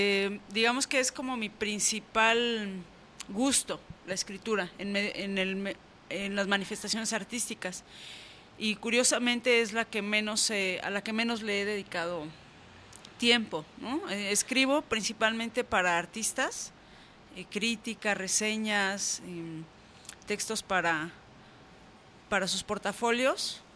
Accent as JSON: {"language": "Spanish", "region": "Michoacán", "country": "Mexico", "said": "Yo vengo de Michoacán"}